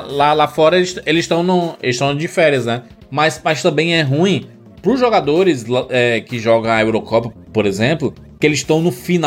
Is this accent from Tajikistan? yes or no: no; Brazil; Sou brasileiro, não desisto nunca.